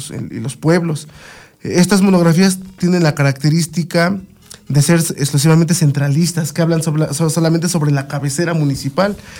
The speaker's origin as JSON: {"language": "Spanish", "town": "San Mateo Tepopula", "region": "State of Mexico", "country": "Mexico", "said": "vivo en San Mateo Tepopula. Además son los Tepopulas, ¿no? Ajá. Entonces cuando la gente me pregunta, ¿de dónde eres? De los Tepopulas."}